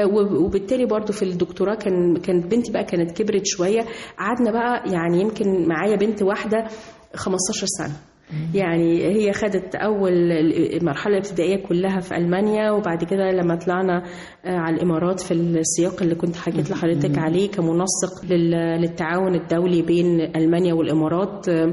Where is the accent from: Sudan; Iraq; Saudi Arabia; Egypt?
Egypt; moved away as an adult; لأن أنا مصرية قوي وبحب بلدي قوي قوي